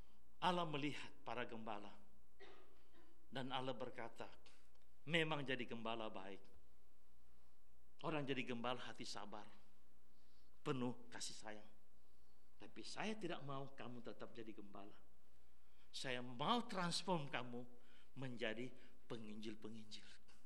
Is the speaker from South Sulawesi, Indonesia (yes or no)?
yes; Makassar, South Sulawesi, Indonesia; Nah, saya ini asal Makassar.